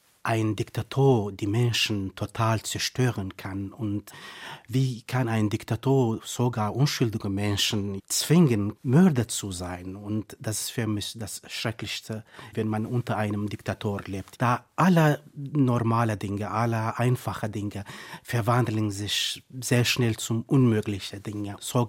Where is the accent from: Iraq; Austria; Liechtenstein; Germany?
Iraq; German is a second language; ich bin ein Autor aus dem Irak. Ich bin ein Kurde und die Kurden leben im Nord vom Irak